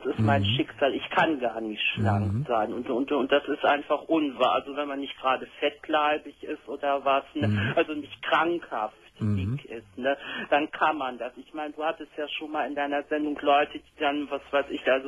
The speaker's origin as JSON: {"language": "German", "town": "Cologne", "region": "North Rhine-Westphalia", "country": "Germany", "tie": "born or raised there", "said": "obwohl ich gerade mal so 10 Kilometer von Köln weg wohne, ich bin seit fast 20 Jahren nicht mehr in Köln, in meiner Heimatstadt."}